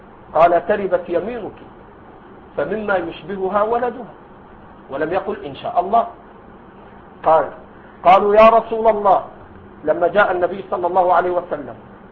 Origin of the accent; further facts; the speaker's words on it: Egypt; هذا عندنا في مصر موجود، ما أدري عندكم